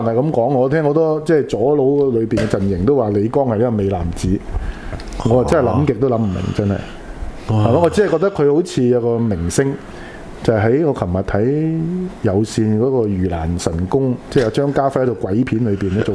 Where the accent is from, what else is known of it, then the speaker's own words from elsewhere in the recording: Guangdong, China; 即係跳我哋廣東人叫跳老舞啦